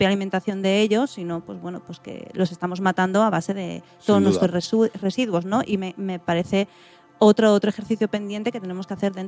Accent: Galicia, Spain; yo que vengo de Galicia

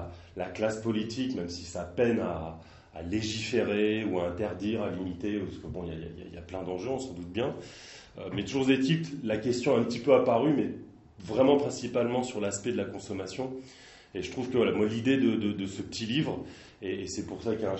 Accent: Nantes, Pays de la Loire, France; parce que moi je suis de Nantes et j'ai tourné un petit peu plus ailleurs

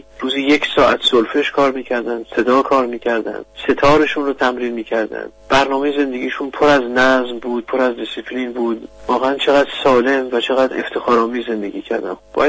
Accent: Iran; من به عنوان یک ایرانی

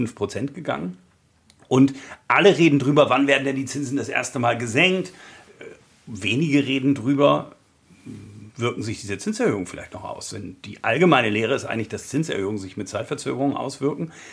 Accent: Bremen, Germany; born there; also born or lived in Hamburg; Moin Moin ist auch meine Begrüßung, denn ich bin gebürtiger Bremer, habe lange in Hamburg gewohnt. Also das Norddeutsche ist auch das, was in meinem Blute liegt

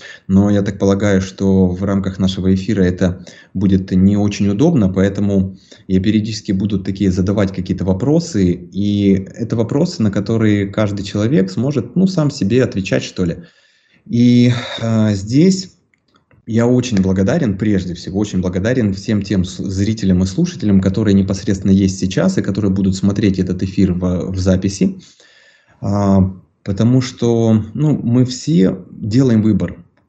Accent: Ukraine; соответственно, родом я из Украины, мне 33.

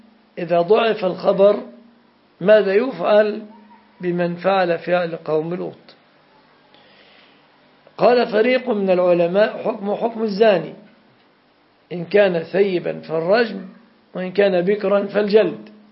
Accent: Jordan; كانوا يمرون بها على بلادي الأردن.

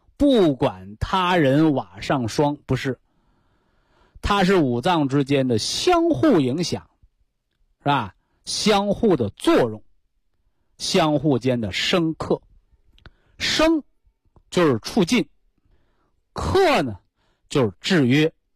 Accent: China; 就像我们中国人讲这个养儿育女的，是吧？

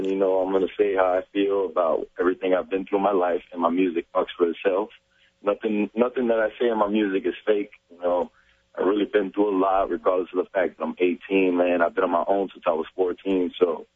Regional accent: Miami, Florida, United States; I'm still from Miami, man.

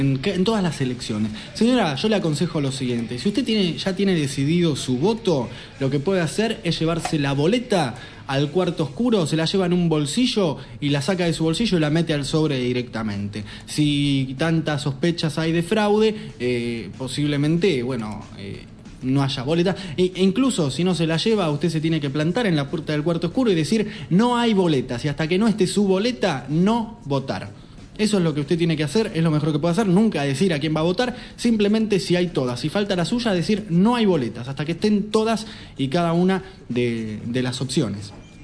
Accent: Lanús, Buenos Aires Province, Argentina; Recuerdo cuando, de niño, cuando vivía en Lanús

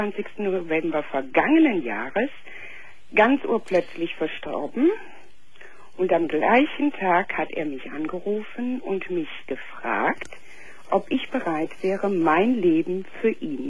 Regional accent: Cologne, North Rhine-Westphalia, Germany; Ich bin also, wie gesagt, 52. Ich bin Kölnerin.

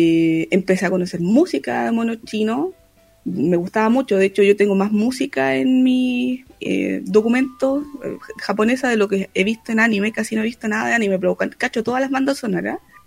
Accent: Antofagasta, Chile; also born or lived in Santiago; Yo nací en Santiago de Chile, en la comuna Independencia. Viví varios años allí, luego mi familia se trasladó a Antofagasta. Volvimos un tiempo a Santiago y después volvimos a Antofagasta. O sea que yo estoy actualmente radicada acá.

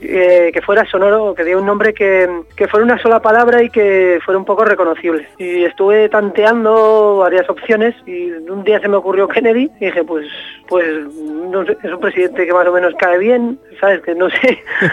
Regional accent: Pamplona, Navarre, Spain; now in Seville, Spain; yo llegué de Pamplona a Sevilla con la idea de hacer algo

